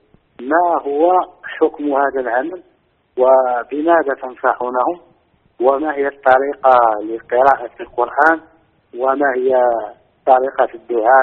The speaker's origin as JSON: {"language": "Arabic", "country": "Morocco", "said": "عندنا في المغرب قراء يعني حملة كتاب الله"}